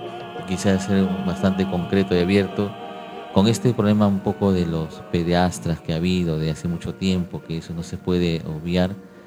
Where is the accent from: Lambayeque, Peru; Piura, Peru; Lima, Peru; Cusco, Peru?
Lima, Peru; como yo soy limeño